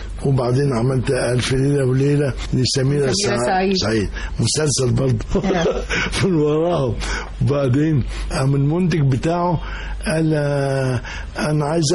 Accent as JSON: {"language": "Arabic", "town": "Cairo", "region": "Cairo Governorate", "country": "Egypt", "tie": "born or raised there", "also_born_or_lived": "Alexandria", "said": "لا، أروح بس أسكندرية زيارة 4-5 أيام وبحجاني أنا عايز أرجع القاهرة. فأنا أصلا قاهري"}